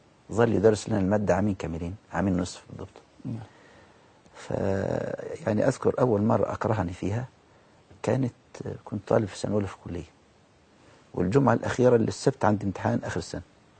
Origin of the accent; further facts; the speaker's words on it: Al-Badari, Asyut Governorate, Egypt; أنا من مركز البداري محافظة أسيوط.